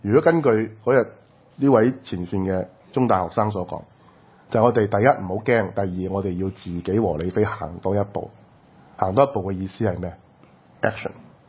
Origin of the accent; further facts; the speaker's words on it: Hong Kong; 我哋香港人嘅政治文化，無論係反對運動都好